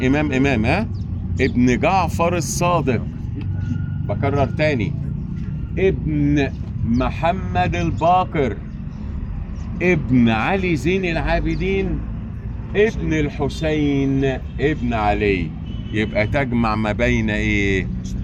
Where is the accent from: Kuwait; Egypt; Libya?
Egypt; في إمام عندنا في مصر بنفتخر به من الأئمة الأربعة